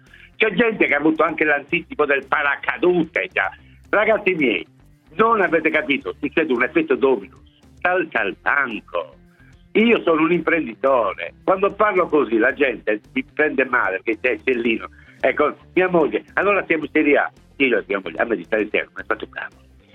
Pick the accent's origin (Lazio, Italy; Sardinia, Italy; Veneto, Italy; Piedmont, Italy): Sardinia, Italy; Io sono sardo, non posso essere leghista, giusto?